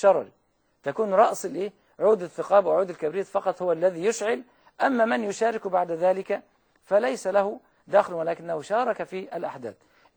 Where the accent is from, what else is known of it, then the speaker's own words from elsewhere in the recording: Egypt; والمثل عندنا في مصر يقول